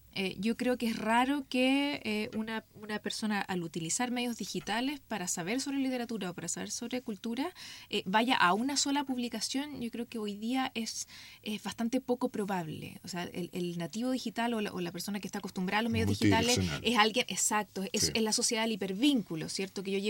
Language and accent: Spanish; Chile; Entonces yo me siento una ciudadana global más que local, digamos, más que chilena.